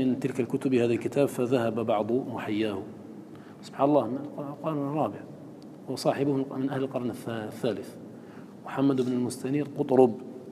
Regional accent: Algeria; إنما حفظ عندنا في الجزائر

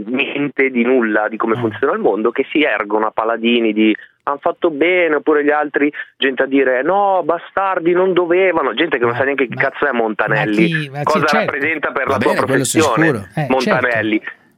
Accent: Nigeria; now in Italy; No, sono nigeriano, nazionalista

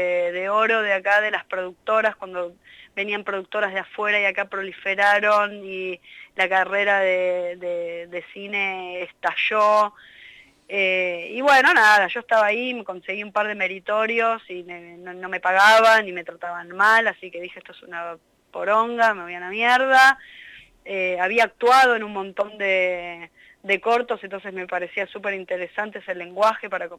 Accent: Buenos Aires, Argentina; Yo, además, bueno, nací en La Boca, en un barrio que se llama Catalina Sur, que es un barrio muy hermoso porque tiene mucho verde, y entonces hice el jardín ahí, hice la primaria ahí. Era medio como un, dentro de lo que es la Ciudad Autónoma de Buenos Aires, es medio un micromundo

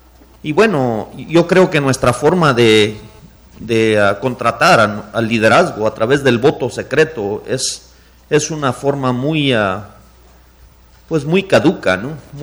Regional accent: Chihuahua, Mexico; Yo soy del noroeste de Chihuahua

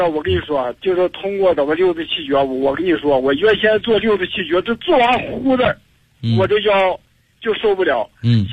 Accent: Heilongjiang, China; 我这是一个农民，我是黑龙江的，今年67岁。

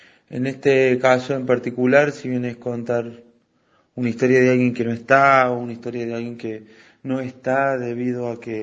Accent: Córdoba, Argentina; soy de Córdoba capital, integrante de la Cruz ABL

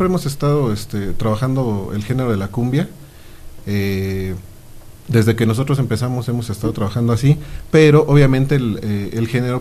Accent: Chalco, State of Mexico, Mexico; Venimos de Chalco, Estado de México, la hermana república de Chalco.

